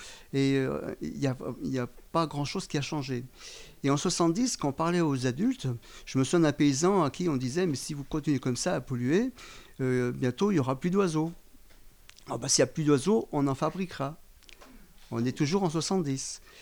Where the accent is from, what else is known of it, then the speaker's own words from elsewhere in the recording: Auvergne-Rhône-Alpes, France; Alors, on est en 1970. Donc, je suis natif de Haute-Savoie.